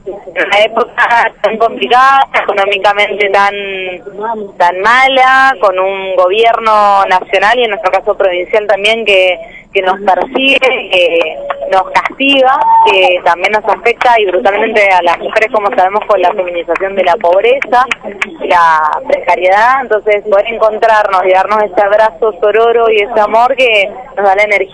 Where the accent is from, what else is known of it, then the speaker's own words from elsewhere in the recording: Mendoza, Argentina; Sí, somos de Mendoza. Venimos, hemos sacado un micro desde ahí